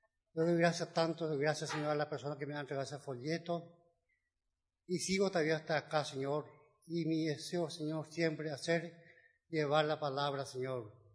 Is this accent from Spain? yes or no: no; Luque, Central, Paraguay; Yo provengo de la ciudad de Luque, en la zona de Yucris.